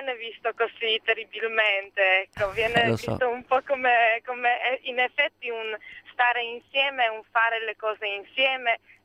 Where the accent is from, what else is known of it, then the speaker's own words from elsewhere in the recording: Poland; Italian is a second language; Io sono polacca, sì.